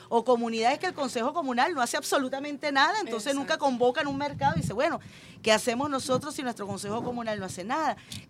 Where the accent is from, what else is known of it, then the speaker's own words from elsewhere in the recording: Venezuela; Nosotros somos el pueblo venezolano honesto, el pueblo venezolano creador.